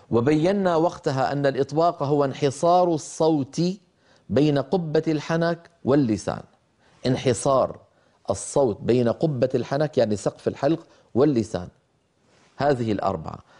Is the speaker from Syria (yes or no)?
yes; Syria; يعني طبعا أنا من الشام، فأسمع من بعض إخواننا أحيانا مبالغات غير مقبولة في نطق الحرف المكسور